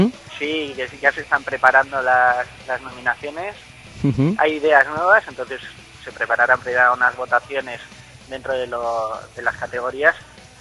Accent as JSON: {"language": "Spanish", "town": "San Sebastián", "region": "Basque Country", "country": "Spain", "said": "Yo soy del de Amara Viejo."}